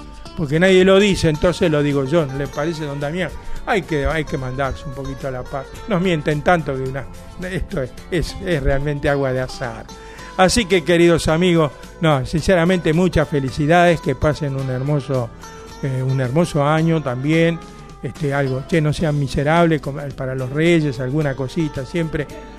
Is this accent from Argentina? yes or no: yes; Buenos Aires Province, Argentina; como buen bonaerense, también me gusta la música de nuestra provincia de Buenos Aires